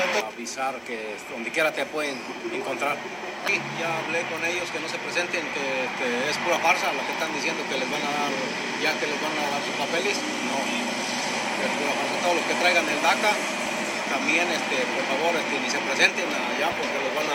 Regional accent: Chavinda, Michoacán, Mexico; Yo soy de Chavinda, Michoacán.

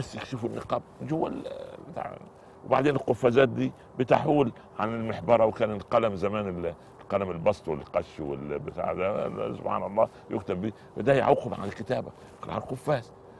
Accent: Upper Egypt, Egypt; now in Cairo, Egypt; أنا جيت من الصعيد مولانا إلى القاهرة

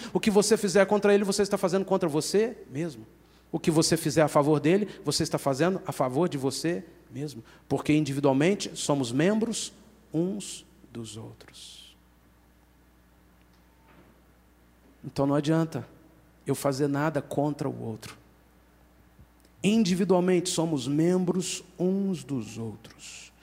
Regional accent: Minas Gerais, Brazil; Que povinho desconfiado somos nós mineiros.

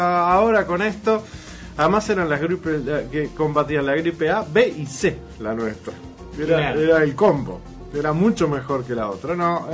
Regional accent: Uruguay; si la elegimos como uruguayos, vamos a apoyarla.

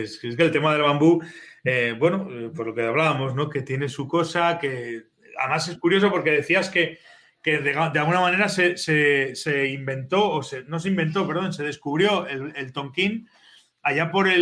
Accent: Zaragoza, Aragon, Spain; yo soy de Zaragoza, pero me voy siempre que puedo, me escapo para arriba.

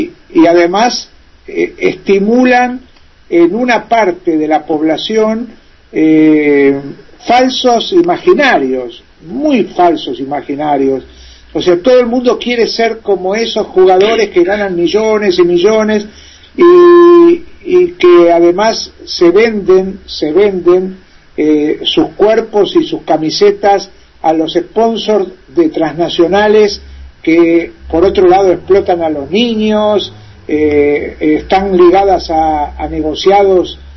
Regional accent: Argentina; yo soy muy crítico, por ejemplo, con una figura que en mi país es un dios, y en el mundo también.

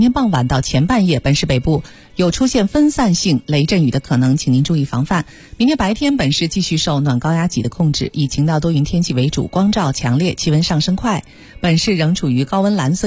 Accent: Beijing, China; 我作为一个土生土长的北京孩子啊，当然现在已经不是孩子了，

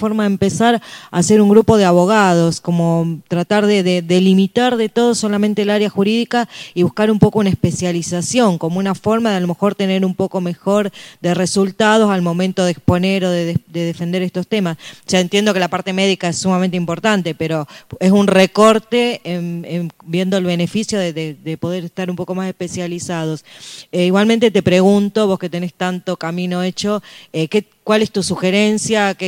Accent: Rosario, Santa Fe, Argentina; Personalmente yo soy de Rosario

